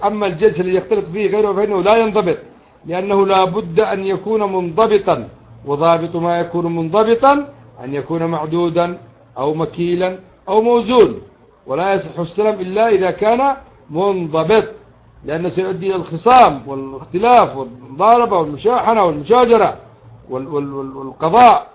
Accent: Yemen; موسم الزرع الآن عندنا في اليمن مثلا،

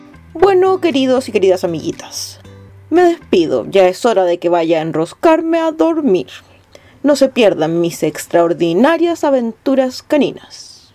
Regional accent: Arica y Parinacota, Chile; Yo nací en Arica, más bien al interior de Arica, subiendo por la carretera arriba en el altiplano, allá donde está la frontera con el país hermano de Bolivia.

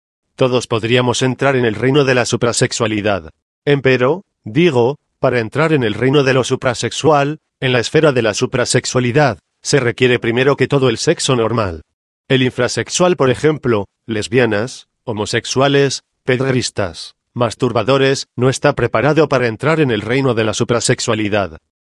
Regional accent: Michoacán, Mexico; also born or lived in Mexico City; Yo soy de Cotí, Michoacán, he vivido, más que todo, en otros lugares del Distrito Federal, he viajado también por algunos lugares fuera de nuestro país

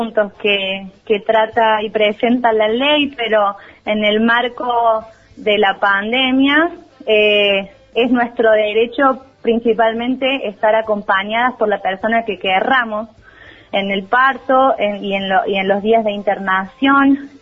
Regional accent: Córdoba, Argentina; este grupo de personas que somos del Departamento San Alberto

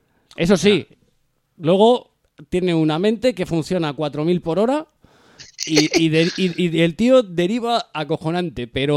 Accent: Spain; somos españoles

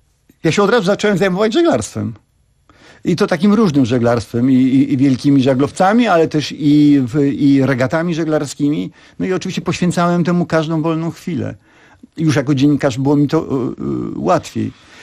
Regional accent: Warsaw, Masovian Voivodeship, Poland; Tak, ja się urodziłem w Warszawie. Urodziłem się w Warszawie

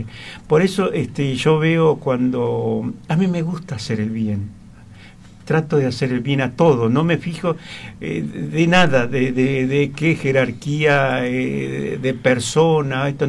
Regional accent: Santiago del Estero, Argentina; also born or lived in Buenos Aires; yo nací en Capital Federal, pero a los 2 años me llevaron a Santiago del Estero. Pero Santiago del Estero en el campo, no en la ciudad, en el campo.

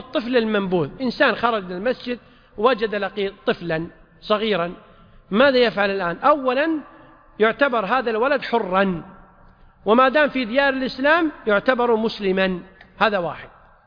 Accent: Kuwait; وعندنا في الكويت

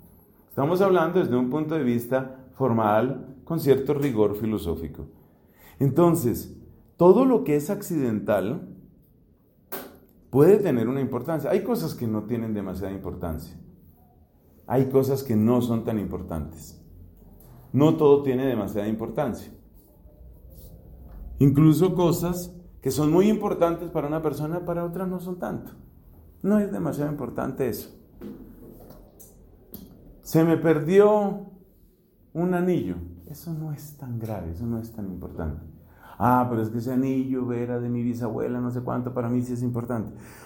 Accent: Bogotá, Colombia; born there; yo soy un ser humano que nací en Bogotá y nací de mis papás que se llaman Bernardino y María del Socorro.

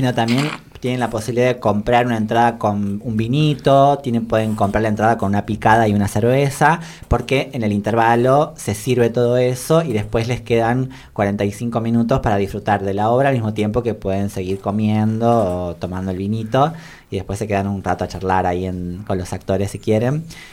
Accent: Tucumán, Argentina; moved away; Yo soy tucumana, eso también a mí me hace mirar las cosas de una manera totalmente distinta. Me fui de Tucumán por la violencia que había en la provincia en el 2007

